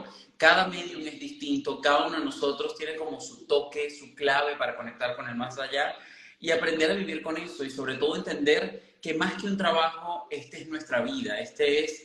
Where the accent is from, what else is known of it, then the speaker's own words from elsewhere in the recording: Caracas, Capital District, Venezuela; soy un muchacho normal, nacido y crecido en Venezuela, en Caracas, Venezuela. Hijo de músicos